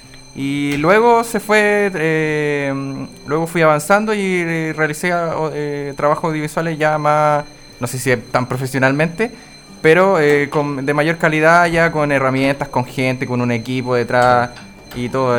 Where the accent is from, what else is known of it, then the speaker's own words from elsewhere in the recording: Curacautín, Araucanía, Chile; now in Temuco, Chile; Soy de acá de Curacautín. Actualmente resido en la ciudad de Temuco.